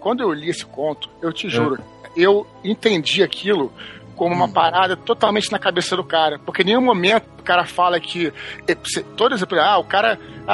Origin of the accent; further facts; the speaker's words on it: Brazil; Já falei que eu sou brasileiro, eu falo Love.